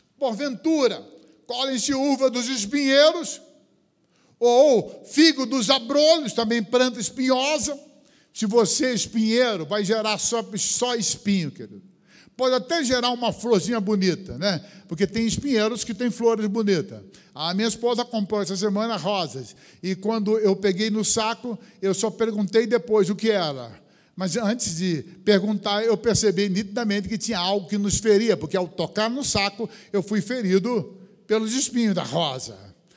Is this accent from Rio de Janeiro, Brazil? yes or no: yes; Cabo Frio, Rio de Janeiro, Brazil; Eu sou natural de Cabo Frio, praias lindas, areias branquinhas.